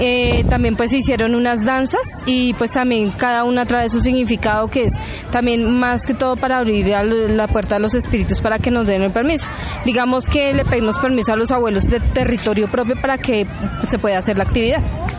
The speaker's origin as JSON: {"language": "Spanish", "region": "Bogotá", "country": "Colombia", "said": "Todas las personas que vivimos en Soacha somos de acá, la mayoría, somos de Bogotá, entonces todos los que estamos en el cundiboyacense, todos somos muiscas"}